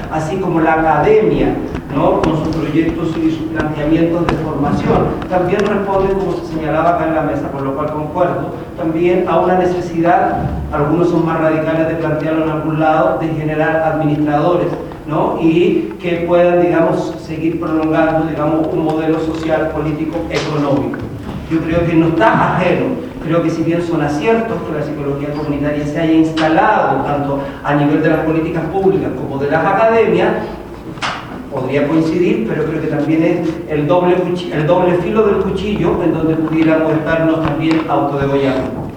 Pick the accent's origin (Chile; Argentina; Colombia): Chile; now in Cuba; al ser chileno, pero al no estar viviendo en Chile, yo soy chileno pero vivo en Cuba, y desde ahí miro también, digamos, a mi país